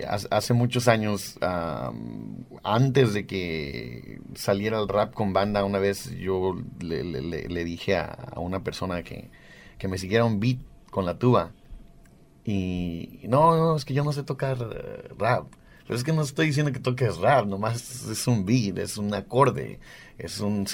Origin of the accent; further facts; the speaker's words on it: Mexico; Son mexicanos tradicionales, mexicanos que nosotros nacimos y crecimos en México y venimos de México.